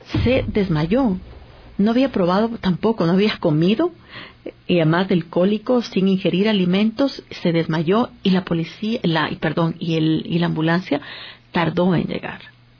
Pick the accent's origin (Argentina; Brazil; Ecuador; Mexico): Ecuador; porque somos ecuatorianos, somos ecuatorianas